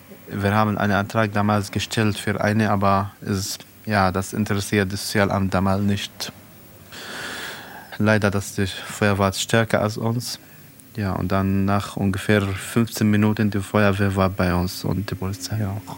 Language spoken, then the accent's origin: German; South Governorate, Lebanon; German is a second language; now in Germany; Ich komme aus Südlibanon, aus Libanon. Und ich wohne seit 5 Jahren hier in Deutschland mit meiner Familie, mit meinem Vater, Mutter und 6 Kindern.